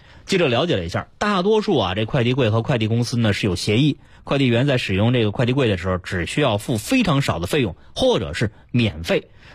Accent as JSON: {"language": "Chinese", "region": "Beijing", "country": "China", "tie": "born or raised there", "said": "我们土生土长的北京人对于哪片有好吃的都非常的熟悉"}